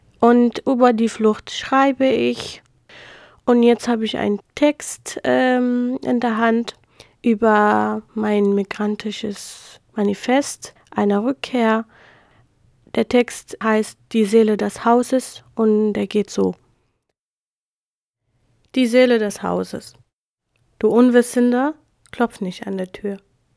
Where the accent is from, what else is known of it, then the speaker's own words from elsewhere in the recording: Iraq; now in Germany; Ich komme aus dem Irak. Ich bin eine Jesidin, eine religiöse, soll ich sagen, Minderheit.